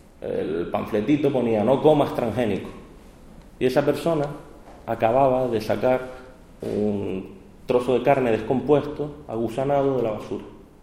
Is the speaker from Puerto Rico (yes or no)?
no; Canary Islands, Spain; accent: Canarias; tengo un acento muy cerrado de Canarias